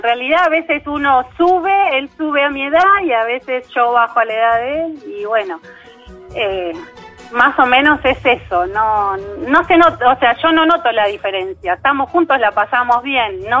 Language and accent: Spanish; La Plata, Buenos Aires Province, Argentina; De La Plata.